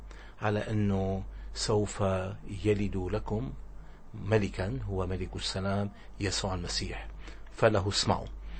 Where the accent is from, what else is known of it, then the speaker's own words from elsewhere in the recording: Syria; أنا سوري وابن هالبلد وأفتخر بأني سوري